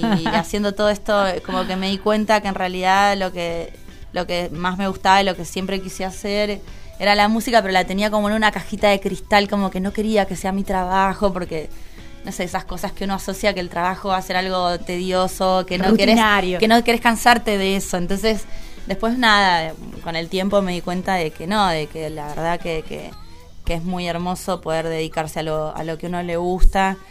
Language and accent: Spanish; La Pampa, Argentina; also born or lived in Jujuy; Pero me crié en La Pampa, o sea, al toque ya de que nací, ya me vine para acá con mis flías.